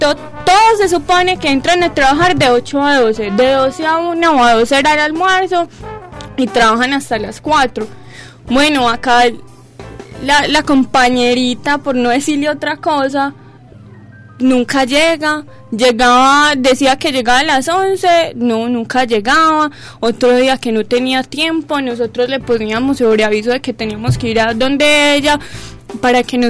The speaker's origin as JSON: {"language": "Spanish", "country": "Colombia", "said": "yo como gran colombiana"}